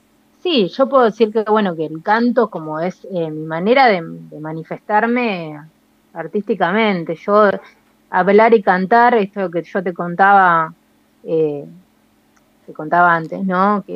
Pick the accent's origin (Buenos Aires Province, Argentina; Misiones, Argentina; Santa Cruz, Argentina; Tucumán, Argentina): Buenos Aires Province, Argentina; Saladillo; yo estaba en Saladillo, yo soy de Saladillo, eso no lo dije.